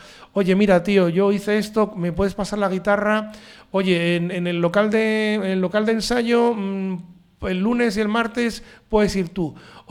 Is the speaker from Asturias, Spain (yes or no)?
yes; Asturias, Spain; somos españoles, principalmente somos asturianos, y tenemos que ir a un bar.